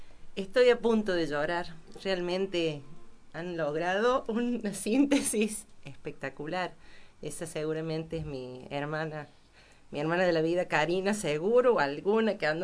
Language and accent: Spanish; Villa Dolores, Córdoba, Argentina; nací en Villa Dolores. Crecí en un barrio un poquito alejado de ahí del centro, en la calle que en ese entonces se llamaba San Luis. Ahora se llama Presidente Perón. Y bueno, ahí estuve mis primeros años con mi familia.